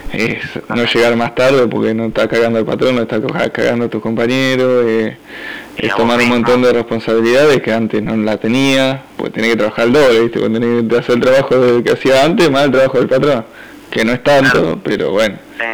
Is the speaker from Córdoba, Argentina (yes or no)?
no; La Plata, Buenos Aires Province, Argentina; Sí, yo trabajo con fábrica recuperada acá en la provincia de Buenos Aires. Somos de La Plata